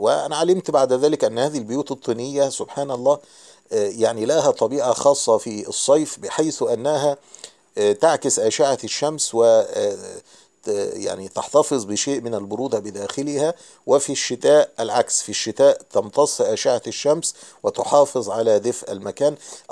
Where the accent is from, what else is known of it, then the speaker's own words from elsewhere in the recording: Egypt; لما علم أني مصري وأني أتيت من مصر من أجل زيارة الشيخ